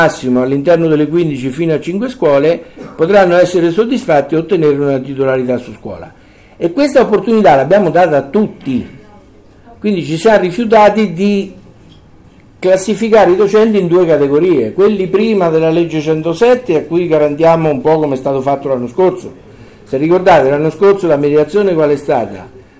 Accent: Terni, Umbria, Italy; io che vengo da Terni voglio andare a Caserta

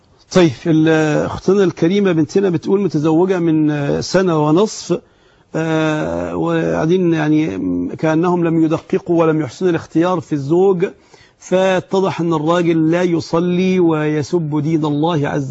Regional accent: Egypt; الذهب يا أحباب في العرف بتاعنا احنا كمصريين

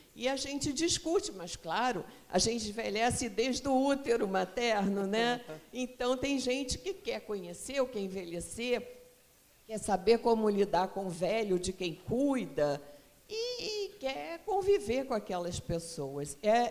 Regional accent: Rio de Janeiro, Brazil; eu sou do Rio, começamos lá no Rio

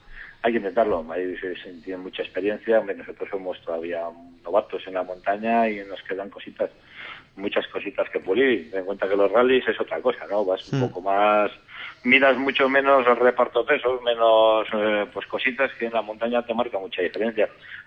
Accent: Cantabria, Spain; en Peña Cabalga, en mi tierra

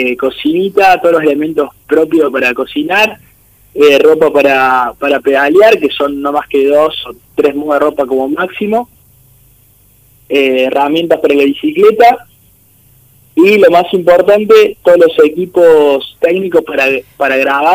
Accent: Córdoba, Argentina; Yo soy de Córdoba Capital

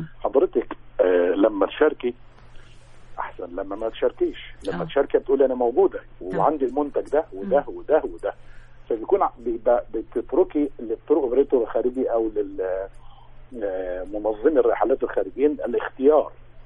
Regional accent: Egypt; أن احنا أجازاتنا كمصريين برضو بياخدوها في الشهرين دول

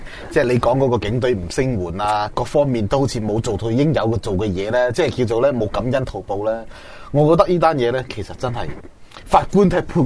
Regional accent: Hong Kong; 我哋香港人呢要保持住中国人嗰种传统美德

